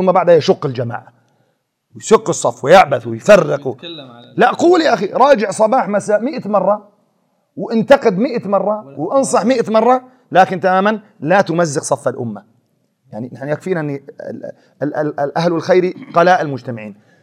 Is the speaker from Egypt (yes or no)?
no; Syria; قلت أنا جايك من سوريا من بلاد الشام إلى الرياض.